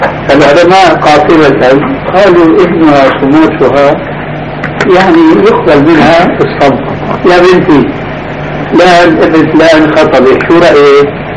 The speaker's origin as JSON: {"language": "Arabic", "town": "Damascus", "region": "Damascus Governorate", "country": "Syria", "said": "مرة صاحبني شاب دمشقي مثلي"}